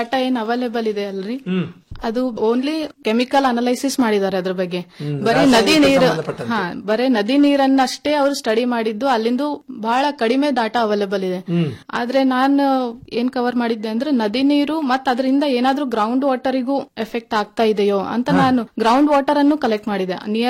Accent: Karnataka, India; ಮತ್ತು ನಾನು ಅದೇ ಪ್ರದೇಶದಲ್ಲಿ ಬೆಳೆದ್ ಬಂದವಳು, ಅಲ್ಲಿಂದ ತುಂಬಾನೇ ಪ್ರಾಬ್ಲಮ್ಸ್ ಗಳು ಫೇಸ್ ಮಾಡಿದ್ದನ್ನ ನಾನು ನೋಡಿದೀನಿ.

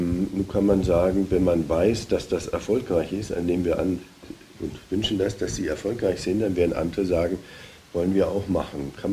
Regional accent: Bavaria, Germany; Also selbst als Bayer, ich komme aus Bayer

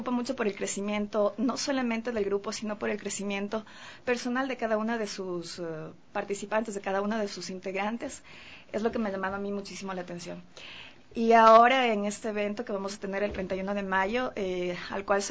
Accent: Quito, Pichincha, Ecuador; yo soy quiteña, y como se sabe, las quiteñas aquí se podría decir o he escuchado mucho que somos mojigatas, en el sentido de que somos más conservadoras, entre comillas.

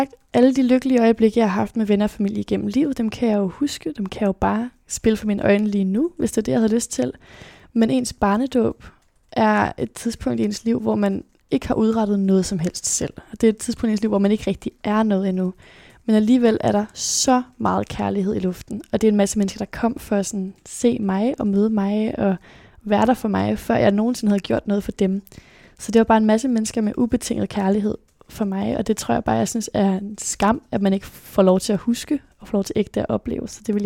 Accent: Aarhus, Central Denmark Region, Denmark; born there; also born or lived in South America; så blev jeg født i 2002 i Aarhus. Og det første stykke tid af mit liv, der flyttede vi rigtig, rigtig meget rundt. Både rundt omkring i Danmark, men også til Sydamerika, hvor vi boede en periode.

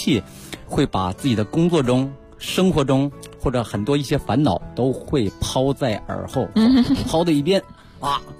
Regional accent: Northeast China, China; born there; 从我出生的地方嘛，东北

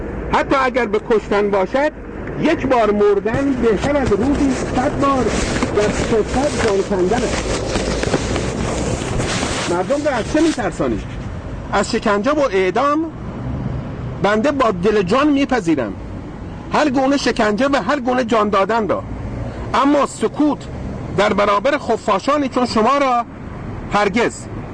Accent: Iran; در اینجا وظیفه خود می دانم به عنوان یک ایرانی جواب این عجیب را بدهم

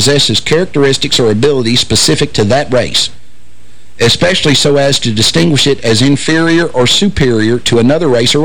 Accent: Hopkinsville, Kentucky, United States; I grew up in Hopkinsville, Kentucky.

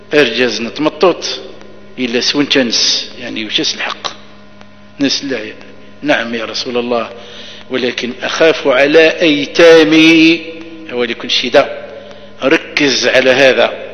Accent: Algeria; وهو بقايا السحر عندنا في الجزائر

